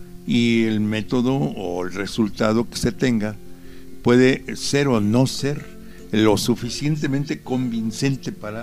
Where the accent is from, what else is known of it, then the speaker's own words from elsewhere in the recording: Puebla, Mexico; somos los poblanos. Es los millones de electores que vivimos en Puebla